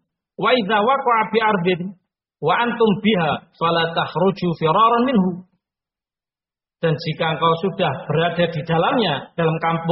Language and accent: Indonesian; Ngawi, East Java, Indonesia; Kalau terdengar misalkan di Sragen terjadi wabah, kita orang Ngawi jangan masuk ke sana.